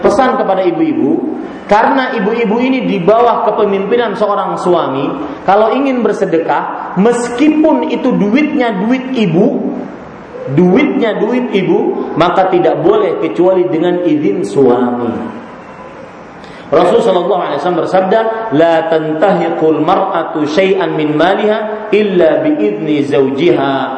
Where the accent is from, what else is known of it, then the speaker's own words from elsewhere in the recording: Banjarmasin, South Kalimantan, Indonesia; hati-hati kalau ke Banjarmasin, ke kota saya, Pak